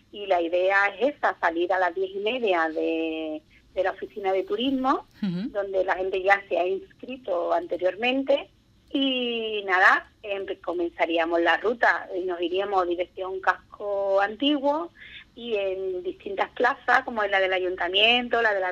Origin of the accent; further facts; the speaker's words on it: Andalusia, Spain; somos los andaluces, nos gusta mucho la cerveza